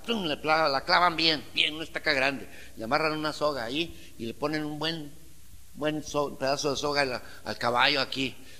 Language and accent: Spanish; Manuel Doblado, Guanajuato, Mexico; somos de rancho, somos de Manuel Doblado, de la tierra de las cuantas mentiras.